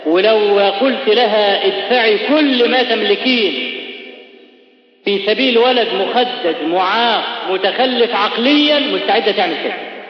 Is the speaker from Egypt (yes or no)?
yes; Egypt; وإحنا كمصريين أسد بالك أسد في الحاجات